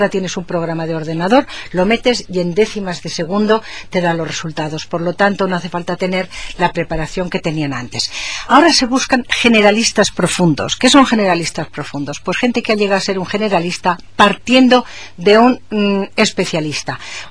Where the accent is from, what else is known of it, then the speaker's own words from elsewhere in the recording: Aragon, Spain; y naturalmente me siento profundamente aragonesa